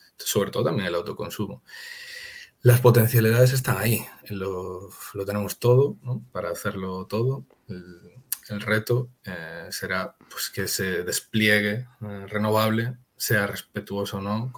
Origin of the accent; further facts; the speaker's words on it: Galicia, Spain; Sí, además aquí me toca como gallego